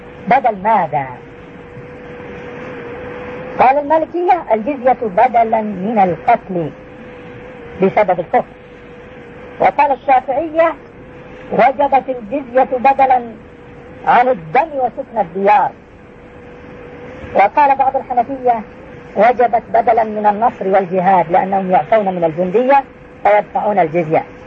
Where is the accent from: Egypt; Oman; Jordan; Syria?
Jordan; مليلين نحن في عندنا في الأردن